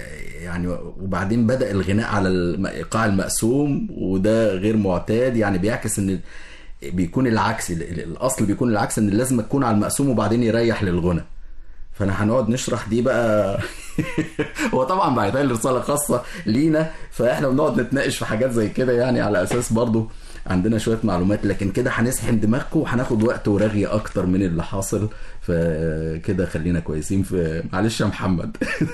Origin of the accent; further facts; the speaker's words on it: Egypt; وفي أحضاننا كمصريين